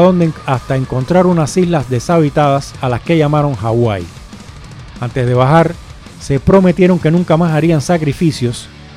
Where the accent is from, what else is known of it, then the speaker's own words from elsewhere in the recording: Cuba; todo el mundo sabe por mi acento, y el que no, el que me escucha por primera vez, que yo soy cubano